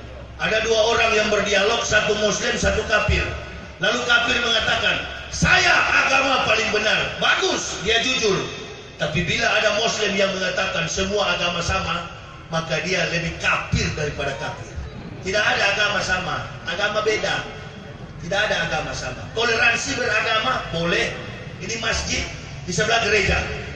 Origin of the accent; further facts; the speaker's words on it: Manado, North Sulawesi, Indonesia; kampung halaman saya di Manado